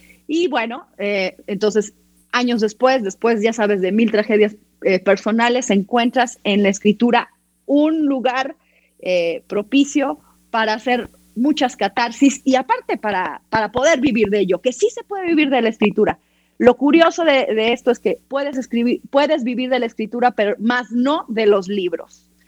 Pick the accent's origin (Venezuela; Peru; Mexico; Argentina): Mexico; Tehuacán, Puebla; born there; Yo fui la única en mi familia que nací en Tehuacán.